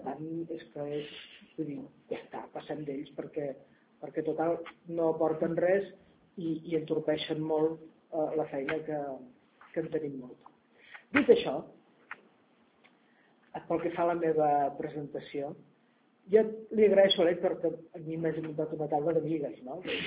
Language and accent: Catalan; Masquefa, Catalonia, Spain; perquè és que sóc de Masquefa, que és un poble.